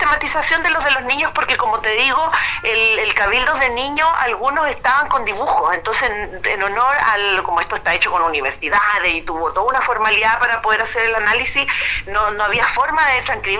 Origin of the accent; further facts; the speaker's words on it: Chile; la necesidad que tenemos como chilenos de escucharnos entre nosotros mismos